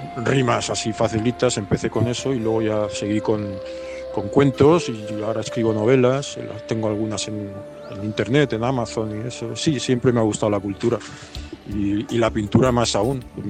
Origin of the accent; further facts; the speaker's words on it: Valencian Community, Spain; now in Pamplona, Spain; Vivo en Pamplona, pero sí, soy valenciano.